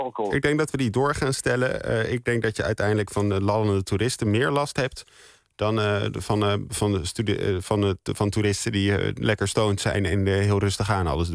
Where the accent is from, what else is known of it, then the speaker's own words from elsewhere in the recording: Amsterdam, North Holland, Netherlands; Nou, ik kan zelf als Amsterdammer daar iets over zeggen natuurlijk.